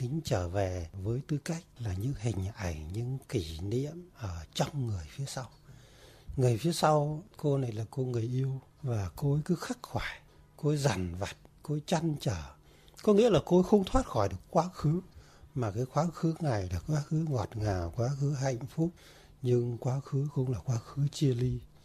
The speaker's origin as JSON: {"language": "Vietnamese", "town": "Tam Diep", "region": "Ninh Binh", "country": "Vietnam", "tie": "born or raised there", "said": "là đúng là cái vùng bán sơn địa Tam Điệp Ninh Bình quê tôi ấy."}